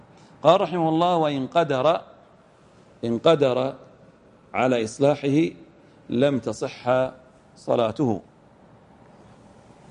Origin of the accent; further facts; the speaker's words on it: Al-Ahsa, Eastern Province, Saudi Arabia; وهذا خاص وغالب في كثير من المنطقة عندنا في الأحساء